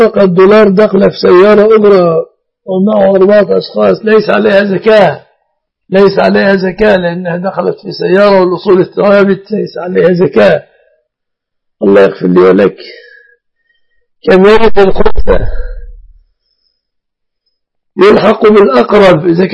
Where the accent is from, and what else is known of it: Egypt